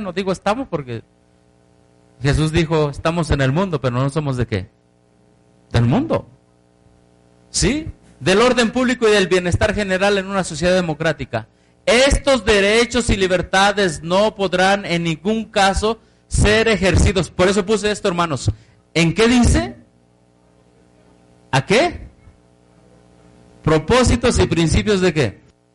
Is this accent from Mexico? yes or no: yes; Mexico; como mexicano ya estoy bajo de eso.